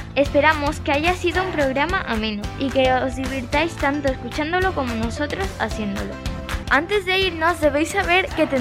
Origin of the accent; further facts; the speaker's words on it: Ecuador; Yo soy de Ecuador y allí también hubo una guerra civil en 1859.